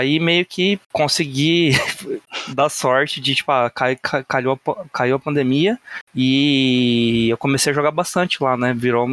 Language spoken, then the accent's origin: Portuguese; Paraná, Brazil; eu sou aqui do Paraná, interior do Paraná. Hoje eu moro em Maringá, aqui, grande centro dos jogadores de Magic do Brasil.